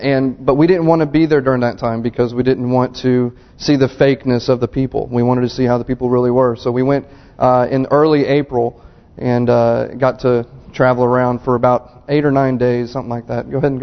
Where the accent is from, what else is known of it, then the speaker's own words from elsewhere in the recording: Oklahoma, United States; So I'm going from Oklahoma, from red clay, to Prince Edward Island, to red clay.